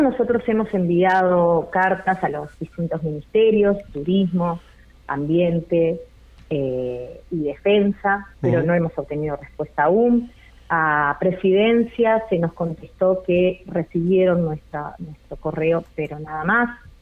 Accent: Uruguay; para nosotros como uruguayos y como uruguayas, para saber de dónde venimos y para saber quiénes somos.

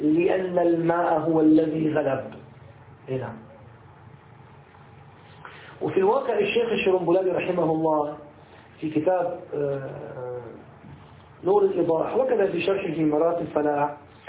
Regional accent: Syria; أنا أذكر يعني أنني أدركت عندنا في الشام كانوا يستعملونها عوض عن الصابون

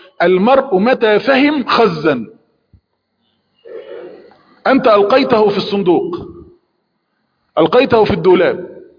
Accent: Egypt; صندوق نسميه عندنا في مصر دولاب

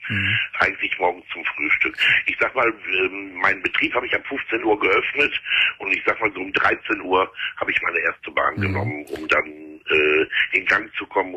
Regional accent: Gelsenkirchen, North Rhine-Westphalia, Germany; Ich komme aus Gelsenkirchen und die Entgiftung hier, das sind nur 20 Plätze

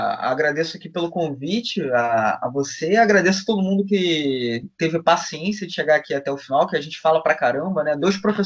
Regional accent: Rio de Janeiro, Brazil; eu sou do Rio

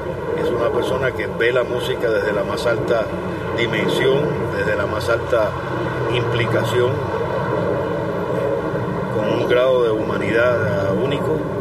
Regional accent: Cuba; born there; toco una de mis rumbitas de Cuba, de donde yo nací y de donde, y como yo vi bailar a la gente

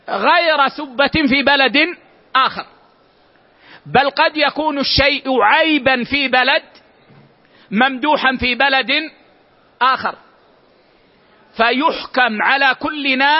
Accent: Medina, Medina Province, Saudi Arabia; يعني مثلا عندنا في المدينة العيش في لهجتنا هو الخبز، هو الخبز

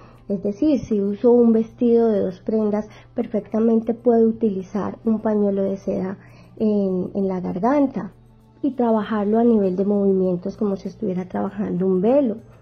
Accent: Manizales, Caldas, Colombia; Yo soy de Manizales, soy criada en el Eje Cafetero

